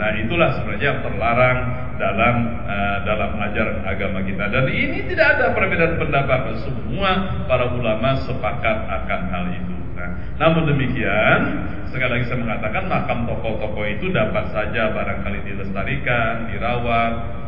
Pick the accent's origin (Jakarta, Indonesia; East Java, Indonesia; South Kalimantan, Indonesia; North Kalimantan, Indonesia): South Kalimantan, Indonesia; Banjarmasin; Apalagi di kampung saya di Banjarmasin